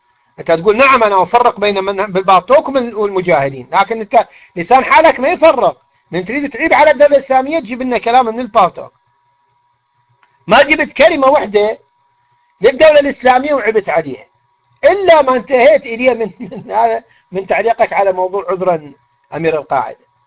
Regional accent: Iraq; اقول لك لا والله اخي انا مو مصري، انا عراقي

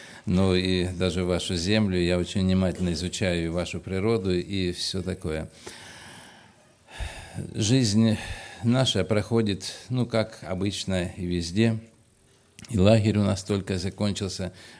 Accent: Kurganinsk, Krasnodar Krai, Russia; moved away as an adult; now in Georgia; я тоже переселенец из Краснодарского края, в Грузии живу 16 лет, из Курганинска, с семьей мы переселились, и так вот живем уже, ну так, 16 лет

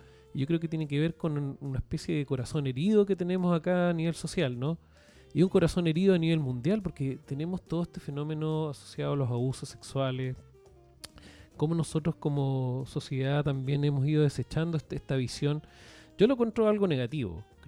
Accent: Chile; Nosotros somos de Chile

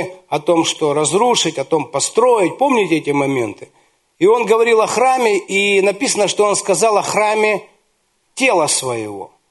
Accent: Ukraine; мы с Украины, и там рядом с Днепром есть город Кривой Рог.

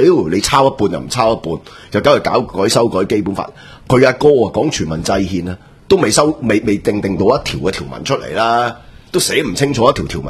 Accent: Hong Kong; 我哋香港人，即系证明你系借呢条法律嚟系肆意打压香港人嘅人权同埋自由

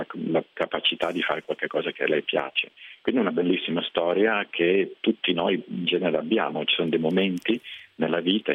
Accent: Milan, Lombardy, Italy; moved away; Io non abito, sono italiano ovviamente, ma non abito in Italia dal 92, quindi insomma è da molti anni che non vivo nel mio paese, io sono di Milano, e italiano ovviamente

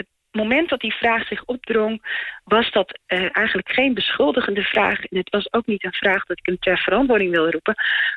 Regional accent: Friesland, Netherlands; born there; toen ik in 2011 een keer in Heerenveen was, dat is in de buurt waar ik geboren ben

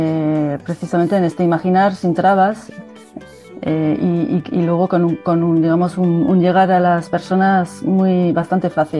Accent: Nouvelle-Aquitaine, France; Spanish is a second language; now in Bilbao, Spain; vivo en Bilbao, soy del País Vasco francés, de ahí mi acento

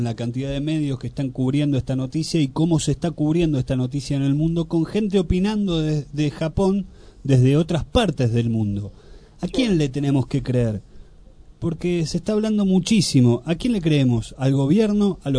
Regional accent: Argentina; nosotros tenemos bastante resentimiento como argentinos en varios países del mundo

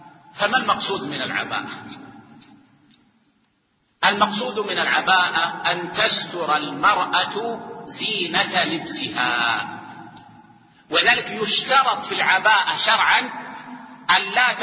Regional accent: Saudi Arabia; يعني عندنا في السعودية العادة أن طلاب العلم لا يلبسون العقال

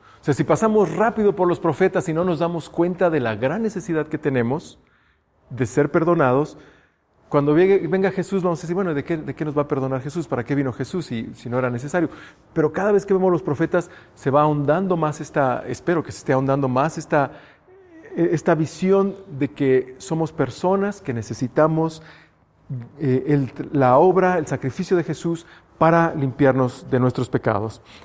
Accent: Mexico; Como mexicanos tenemos también esto, ¿no?

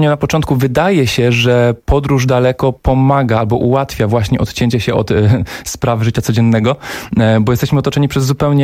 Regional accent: Opole Voivodeship, Poland; pochodzę z Opolszczyzny, która szczerze uważam, że jest takim najbardziej niedocenianym turystycznie obszarem naszego kraju

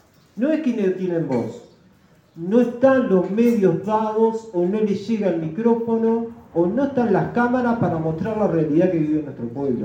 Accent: Uruguay; un documento que ayer decía que éramos orientales y hoy dice que somos uruguayos.

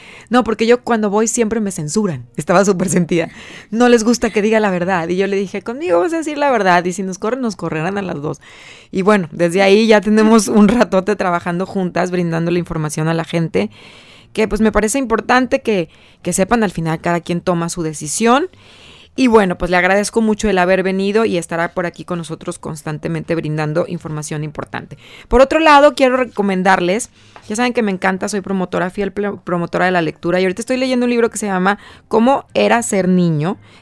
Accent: Acapulco, Guerrero, Mexico; yo crecí en Acapulco, es haz de cuenta que tengo ahí todos mis recuerdos, adoro me encanta Guerrero

